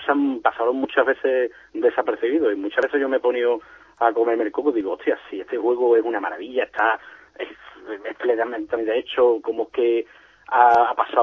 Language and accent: Spanish; Cádiz, Andalusia, Spain; Yo soy de Cádiz Capital.